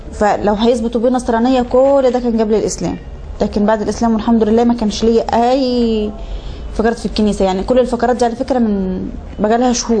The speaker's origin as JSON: {"language": "Arabic", "town": "Tawfiqiya", "region": "Minya Governorate", "country": "Egypt", "tie": "born there", "said": "والحمد لله ربنا أنعم علي بنعمة الإسلام. أنا من مواليد التوفيقية، مركز صملوط، محافظة المنيا، مواليد يناير 93، 1/1/93."}